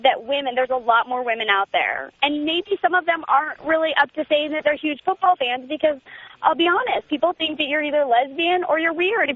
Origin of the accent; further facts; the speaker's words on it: Seattle, Washington, United States; now in Phoenix, United States; I was born and raised in Seattle. Love it.